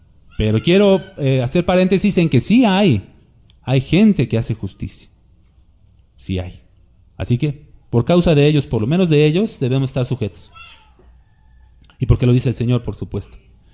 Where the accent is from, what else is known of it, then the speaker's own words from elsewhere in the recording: Mexico; Es un respeto al simbolismo de México, pues somos mexicanos, ¿no?